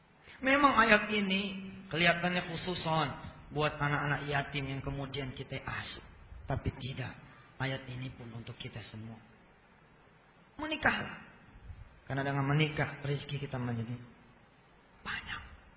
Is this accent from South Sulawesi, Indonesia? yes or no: no; Jakarta, Indonesia